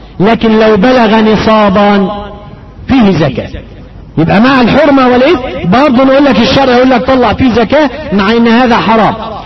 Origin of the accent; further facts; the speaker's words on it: Egypt; مش معتاد عندنا في مصر واحدة يجيبونها ايه حزام ذهب ده المعتاد في السعودية